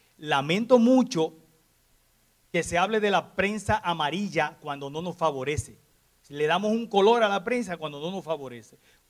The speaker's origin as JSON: {"language": "Spanish", "country": "Dominican Republic", "said": "soy dominicano"}